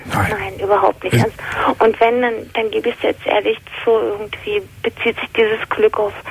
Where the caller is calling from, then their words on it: Berlin, Germany; Ich bin eigentlich aus Berlin, wohne jetzt in Baden-Württemberg.